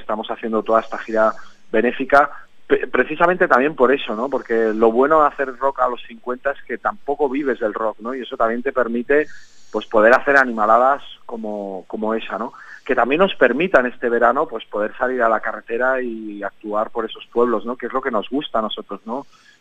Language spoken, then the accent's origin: Spanish; Sant Feliu de Guíxols, Catalonia, Spain; encontraréis las entradas de Barcelona, Lleida y mi pueblo, ¿no? Donde salió la gira de San Felipe Guíxols.